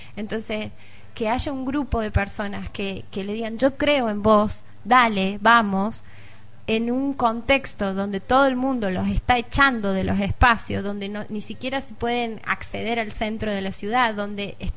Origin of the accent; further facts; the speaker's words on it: Córdoba, Argentina; Vengo de Córdoba capital y he trabajado en realidad siempre con jóvenes.